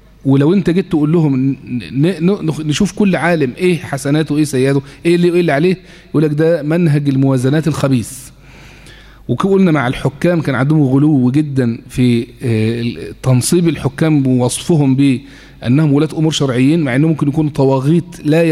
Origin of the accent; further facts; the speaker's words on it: Egypt; حتى عندنا في مصر هنا كبار ممثلي هذا التيار